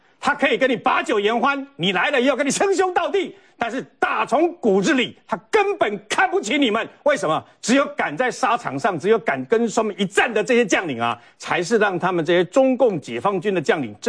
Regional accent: Taiwan; 我们都是台湾人

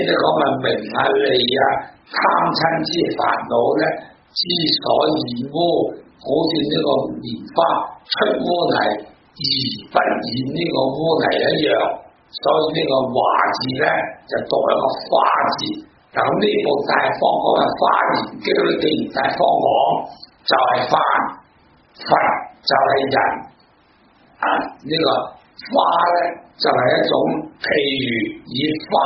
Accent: Guangdong, China; 我哋讲到广东人啦

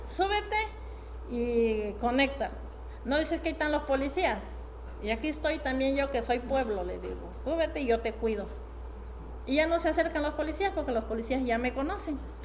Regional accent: Tecpatán, Chiapas, Mexico; que en mi pueblo, por ejemplo, está la jícara de palo. Me comentaba mi abuela, tiene 104 años, aún vive. Me comentaba que cuando empezó a desarrollarse Tecpatán, después de la guerra de 1910

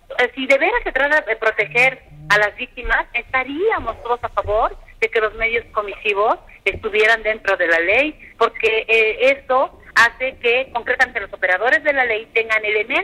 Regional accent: Tlaxcala, Mexico; en mi tierra, en Tlaxcala

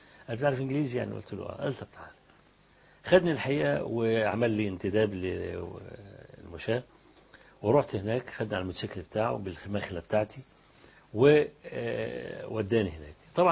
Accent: Egypt; فأنت من مصر؟ قلت له أنا من مصر

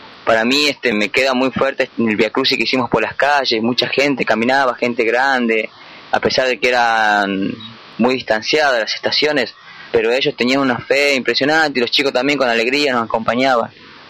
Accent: San Miguel de Tucumán, Tucumán, Argentina; soy de San Miguel de Tucumán, estoy estudiando allá, estoy con mi familia

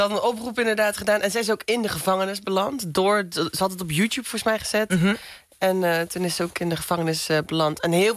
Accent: Roermond, Limburg, Netherlands; En in Roermond specifiek, waar ik vandaan kom...

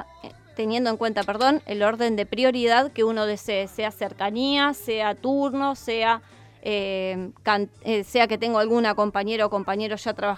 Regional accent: Rosario, Santa Fe, Argentina; Soy rosarina de pura cepa, viví 30 años en el mismo barrio, pero en la radio trato de no hablar como hablo en mi casa.

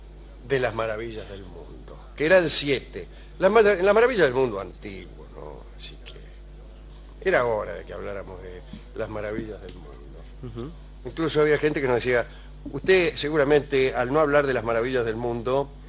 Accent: Argentina; A lo mejor no nos robamos las piedras calizas porque somos argentinos

